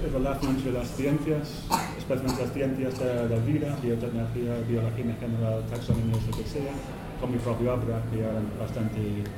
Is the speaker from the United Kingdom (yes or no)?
yes; England, United Kingdom; Spanish is a second language; now in Spain; Soy inglés, pero llevo unas 8 años viviendo en España. Entonces espero que mi español sirve para explicar lo que quiero explicar.